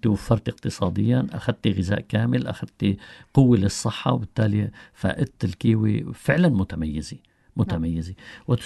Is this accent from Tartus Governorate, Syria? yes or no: yes; Tartus, Tartus Governorate, Syria; وحاليا عندنا في طرطوس مشتل خاص بإنتاج الغراس.